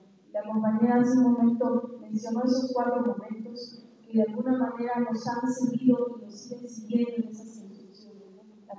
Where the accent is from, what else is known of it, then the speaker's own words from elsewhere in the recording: Oaxaca, Mexico; nosotros como oaxaqueños, como magisterio de la sesión 22